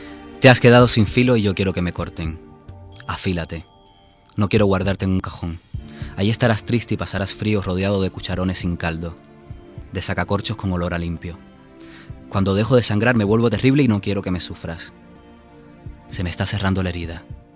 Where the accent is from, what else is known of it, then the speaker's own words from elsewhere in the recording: Cuba; born there; accent: Castilian; Nací en Cuba, pero vamos, que la gente que me escuche dirá, este tiene de cubano lo que yo de astronauta.